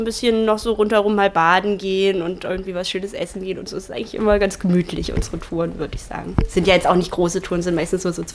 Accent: Potsdam, Brandenburg, Germany; Na, ich komme halt aus Potsdam

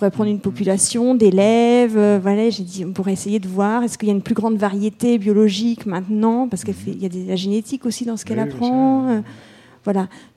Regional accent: Plozévet, Brittany, France; je lui dis que je suis de Plozévette

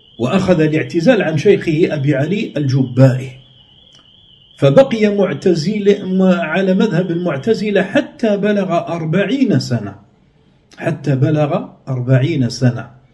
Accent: Algeria; في بلادنا الجزائر

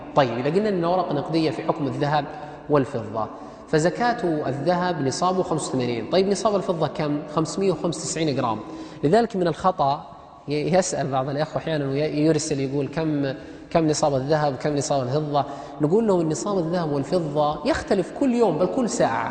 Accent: Saudi Arabia; بينما ذهبت اللجنة الدائمة عندنا في السعودية

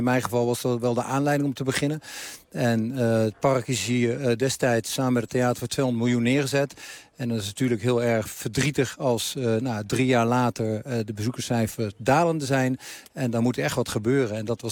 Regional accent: Haarlem, North Holland, Netherlands; Ja, dat klopt. Ik ben een man uit Haarlem.

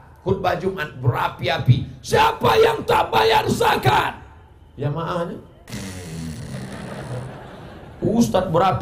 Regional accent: Riau, Indonesia; Saya dari Riau, ada satu kabupaten di tempat saya, zakatnya 10 miliar.

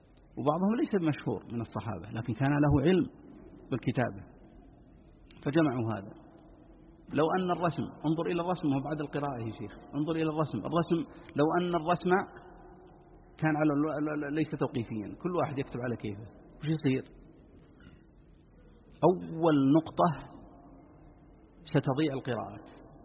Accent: Najd, Saudi Arabia; عندنا في نجد القاف ينطقونها قاء

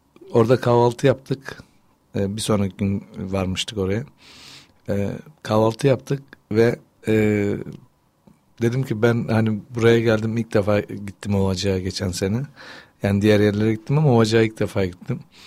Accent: Pertek, Tunceli Province, Turkey; Hani neresi dersen ben kendim Pertekliyim

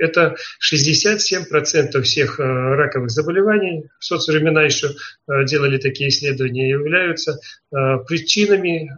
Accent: Belarus; now in Poland; я проживаю в Польше, родом я из Белоруссии

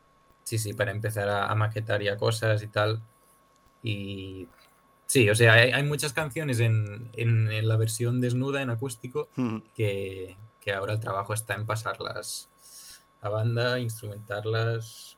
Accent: Barcelona, Catalonia, Spain; nosotros somos de Barna y ellos de Madrid.

